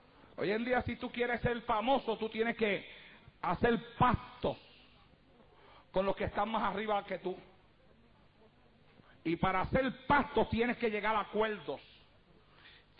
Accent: Puerto Rico; moved away; Cuando yo llegué aquí desde Puerto Rico, que comencé a predicar esta palabra

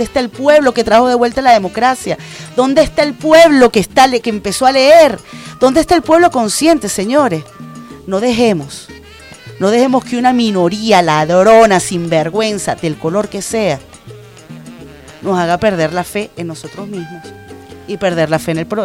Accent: Venezuela; la autoestima como venezolana se me empezó a ir al piso

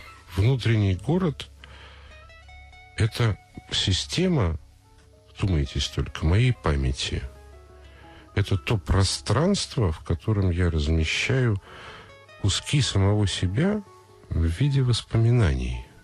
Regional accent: Moscow, Russia; Я москвич.

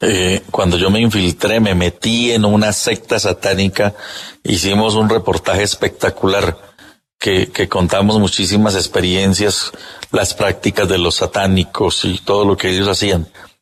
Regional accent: Huila, Colombia; Qué bueno tener oyentes desde mi tierra, en el departamento del Huila.

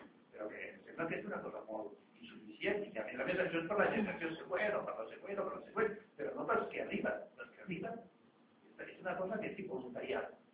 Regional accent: Madrid, Community of Madrid, Spain; Catalan is a second language; jo soc castellà de renaixement, jo soc de Madrid, però bueno, fa molts anys.

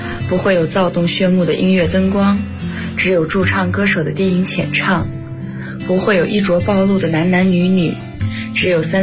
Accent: Nanning, Guangxi, China; now in Nanjing, China; 我在南京大学，距离我的家乡广西南宁1747公里。

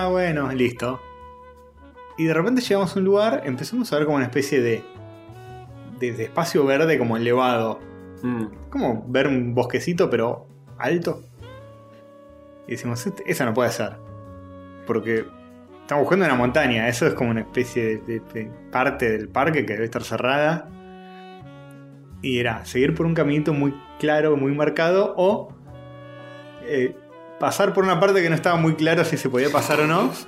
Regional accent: Buenos Aires, Argentina; Soy porteño y no sé nada.

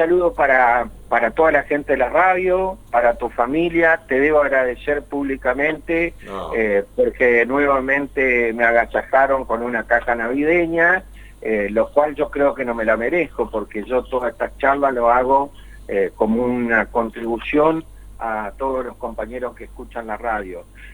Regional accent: Santa Fe, Argentina; un fallo de la Corte que directamente nos perjudica a nosotros como santafesinos.

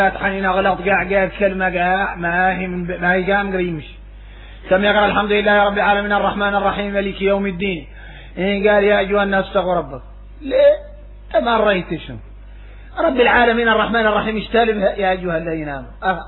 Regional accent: Mauritania; احنا موريتاني

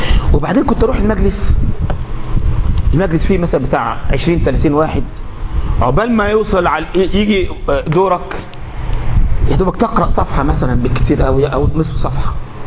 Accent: Egypt; من متقني القراءات عندنا في مصر

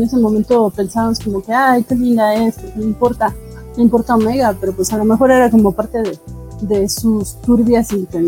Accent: Mexico City, Mexico; accent: chilango; Espero que funcione mi dialecto chilango.

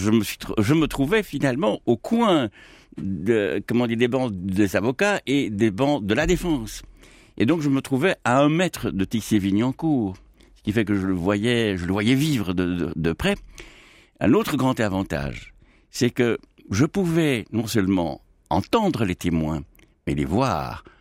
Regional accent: Belgium; Mais écoutez, je suis belge.

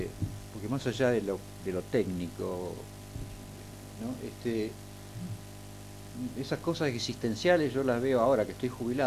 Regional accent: Buenos Aires, Argentina; Sí. porteño.

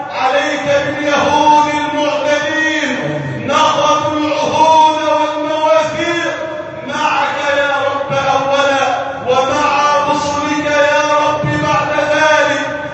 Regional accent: Egypt; يا ربنا احفظ بلدنا مصر واجعلها بلدا امنا امانا

